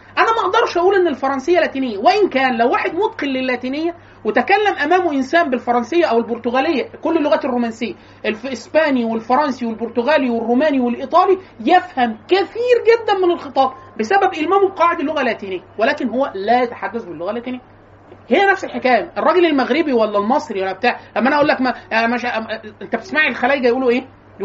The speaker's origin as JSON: {"language": "Arabic", "country": "Egypt", "accent": "close to Cairene", "said": "تعمدوا ان يطلعونا كلنا انا واخواتي نتكلم لهجه اقرب للقاهريه"}